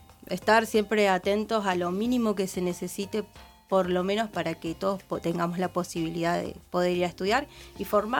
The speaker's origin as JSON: {"language": "Spanish", "town": "Punta Alta", "region": "Buenos Aires Province", "country": "Argentina", "said": "Yo vengo desde Punta Alta, tengo compañeros de distintas de las zonas, principalmente de lo que es el sur."}